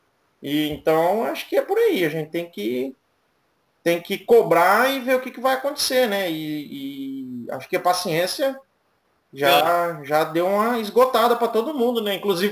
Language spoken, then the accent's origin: Portuguese; Brazil; porque a gente é brasileiro